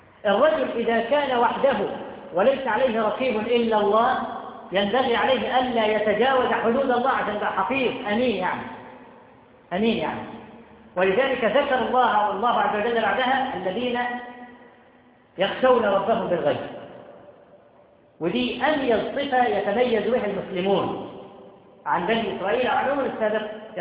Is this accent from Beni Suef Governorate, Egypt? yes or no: no; Cairo, Cairo Governorate, Egypt; بقى لها كم سنة عندنا في القاهرة والمدن الكبرى